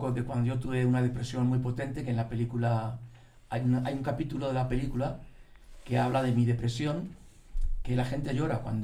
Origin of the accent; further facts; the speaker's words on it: Spain; se sale un poco de lo que se está haciendo, por supuesto, en mi país, aquí. No tiene nada que ver con las bandas españolas, pero nada.